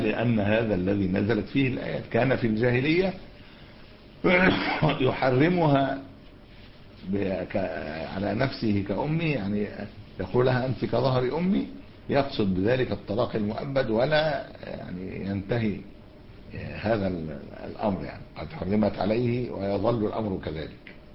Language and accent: Arabic; Egypt; هو بيقولوا احنا عندنا في مصر